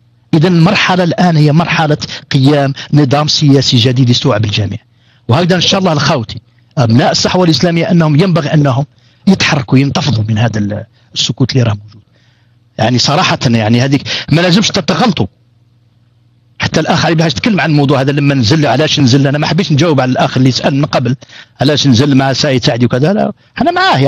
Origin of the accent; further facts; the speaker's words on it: Algeria; يعني أنا قاع جزائريين إن شاء الله تفهموا هذا الأمر